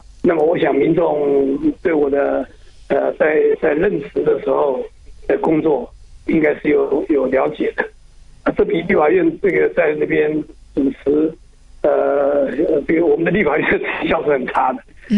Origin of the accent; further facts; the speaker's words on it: Taiwan; 我是本省人，